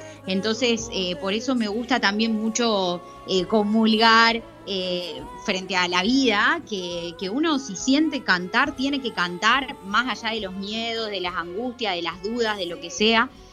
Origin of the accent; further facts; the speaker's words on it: General Pico, La Pampa, Argentina; porque yo soy de La Pampa, de General Pico, y me recorría todo Pico en la bici para llegar a su casa.